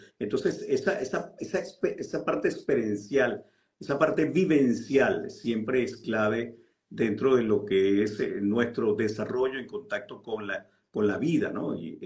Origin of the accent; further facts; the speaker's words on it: Venezuela; Ahora me toca ir a mi país de origen, justamente, que es Venezuela.